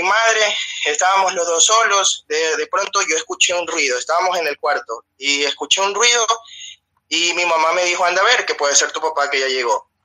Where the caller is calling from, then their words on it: Ecuador; te llamo desde Ecuador.